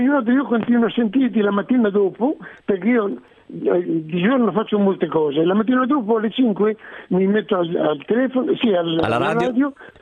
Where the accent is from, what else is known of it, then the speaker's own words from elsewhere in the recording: Bologna, Emilia-Romagna, Italy; moved away as an adult; also born or lived in Ferrara; now in Florence, Italy; sono stato alcuni anni a Ferrara, poi a Bologna, sono nato a Bologna, poi sì, alcuni anni a Ferrara e poi tornato a Bologna, okay, fino a 24, fino a 20 anni.